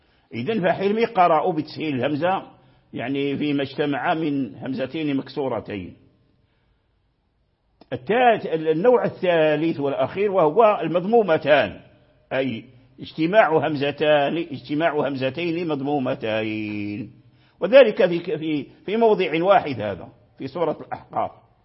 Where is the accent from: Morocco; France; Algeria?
Morocco; يقرأها بالهاء خالصة عندنا في المغرب